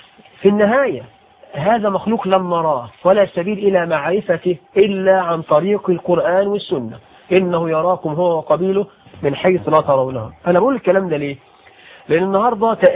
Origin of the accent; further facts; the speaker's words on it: Egypt; عندنا في عرفنا كمصريين